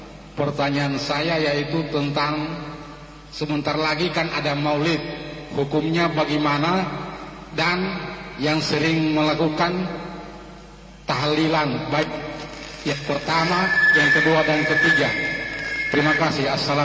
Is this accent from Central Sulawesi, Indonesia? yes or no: yes; Palu, Central Sulawesi, Indonesia; berasal dari Kecamatan Taweli, Kelurahan Baya.